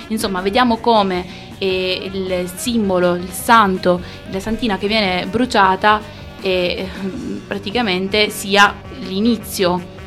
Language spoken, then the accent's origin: Italian; Sicily, Italy; per quanto sono siciliana